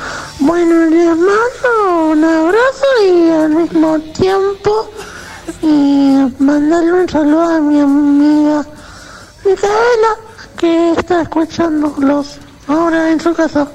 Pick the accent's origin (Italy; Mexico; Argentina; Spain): Argentina; Lanús, Buenos Aires Province; de Lanús.